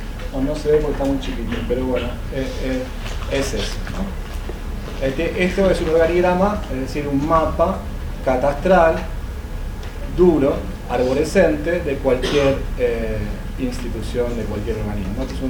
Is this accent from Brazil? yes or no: yes; Brazil; Spanish is a second language; O sea, somos brasileños de locos